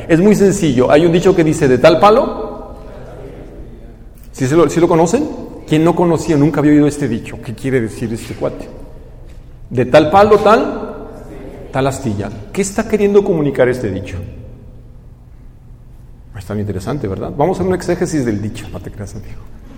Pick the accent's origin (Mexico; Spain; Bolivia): Mexico; Guadalajara, Jalisco; also born or lived in Mexico City; Yo crecí en la ciudad de Guadalajara, aunque no soy oriundo de Guadalajara. La mayor parte de mi vida la he vivido en Guadalajara.